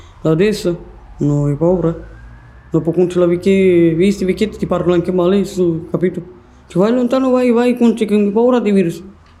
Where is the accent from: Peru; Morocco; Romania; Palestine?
Romania; Italian is a second language; now in Trento, Italy; sono romena. Sto con ci qua in Trento di 13 anni